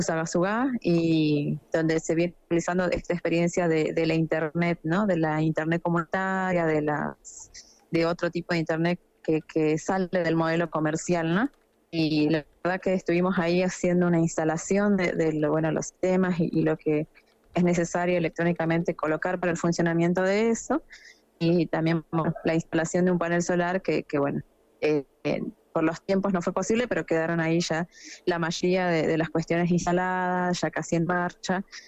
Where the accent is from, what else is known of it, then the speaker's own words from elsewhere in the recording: Salta, Argentina; ya que somos varios de Salta